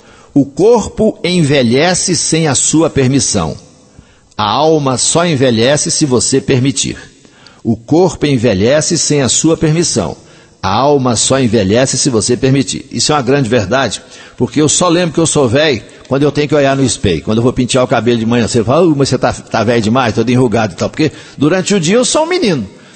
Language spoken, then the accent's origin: Portuguese; Coromandel, Minas Gerais, Brazil; Lembrando … gente de minha terra, para Renata Souto, minha conterrânea do Coró, minha nova amiga do Facebook.